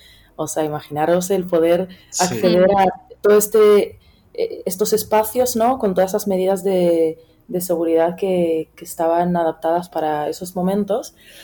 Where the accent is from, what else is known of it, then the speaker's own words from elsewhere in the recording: Melilla, Spain; estoy viviendo aquí una ciudad, mi ciudad natal, pequeña